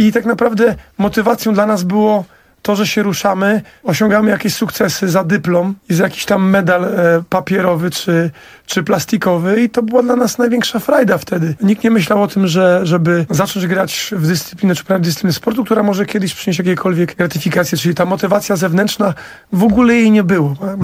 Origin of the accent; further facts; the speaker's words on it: Płock, Masovian Voivodeship, Poland; ja zaczynałem od tenisa stołowego w mojej rodzinnej miejscowości w Płocku